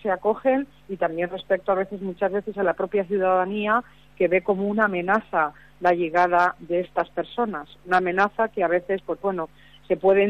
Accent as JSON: {"language": "Spanish", "region": "Valencian Community", "country": "Spain", "said": "Yo soy de la región mediterránea, soy de un departamento que se llama Castellón, que está en Valencia, muy cerquita de Valencia."}